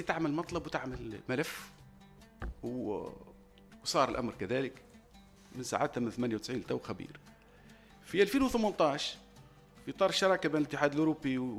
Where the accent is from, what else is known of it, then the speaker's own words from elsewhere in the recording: Tunisia; أنا الوحيد من تونس.